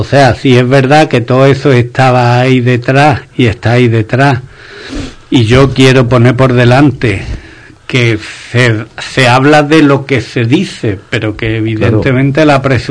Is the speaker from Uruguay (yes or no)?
no; Spain; por ahí fuera tenéis un despiporre sobre el show que somos los españoles, vamos